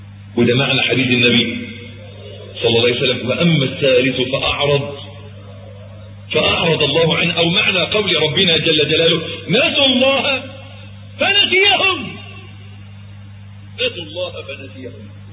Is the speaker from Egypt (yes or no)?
yes; Egypt; عندنا في مصر معلش تلاقي الواد الميكانيكي طول الأسبوع مزيت لابس العفريتة